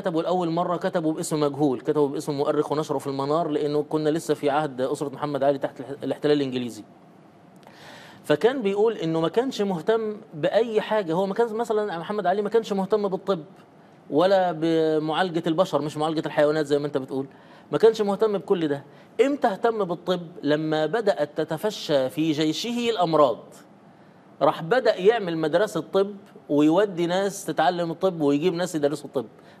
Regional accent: Egypt; دلوقتي عندنا في مصر مثلا

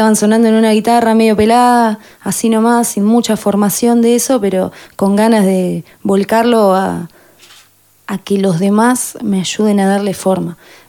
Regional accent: Azul, Buenos Aires Province, Argentina; moved away as an adult; now in La Plata, Argentina; yo soy de Azul, vine después de terminar la escuela, unos años después, dos años más o menos después

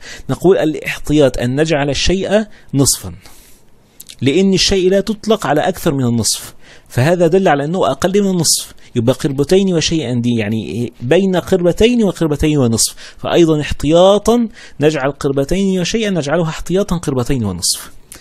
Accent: Egypt; اذا كان احنا عندنا في مصر كل حاجه كده سفروته صغيره خالص

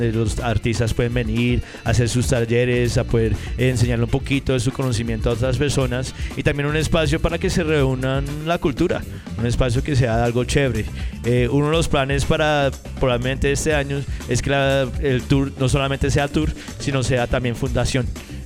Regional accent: New York, United States; yo crecí con los breakdancers, crecí viendo el graffiti en Nueva York, en las calles

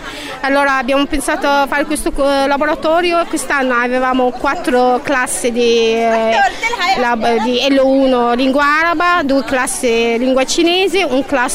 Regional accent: Egypt; Italian is a second language; now in Italy; sono egiziana, sono qua in Italia da 10 anni

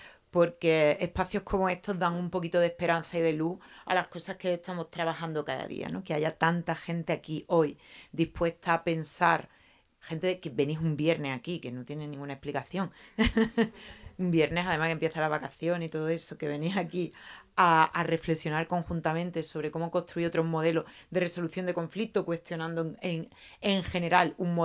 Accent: Seville, Andalusia, Spain; bueno, ya me han presentado, soy abogada, vengo de Sevilla, he nacido y vivido en Sevilla, no tengo proyecto migratorio, solo de Triana a la Macarena.

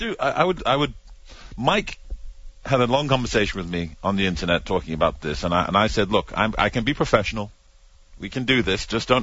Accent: United Kingdom; Some people cited being British.

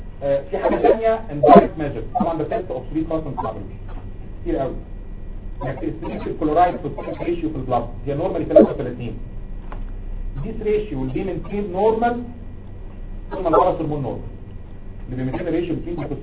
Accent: Egypt; عندنا في مصر

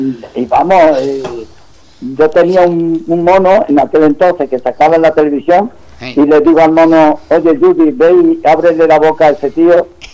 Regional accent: Andújar, Andalusia, Spain; No, soy de Andújar.

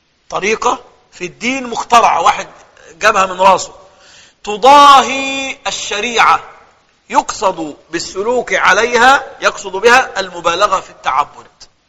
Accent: Egypt; تلاقي اغلب القراء عندنا في مصر من الريف

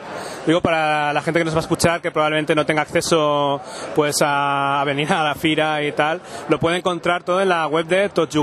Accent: Barcelona, Catalonia, Spain; pero yo soy de Barcelona

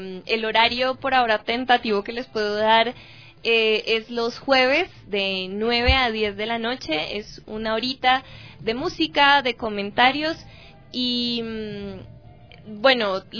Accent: Colombia; como soy yo, colombiana también

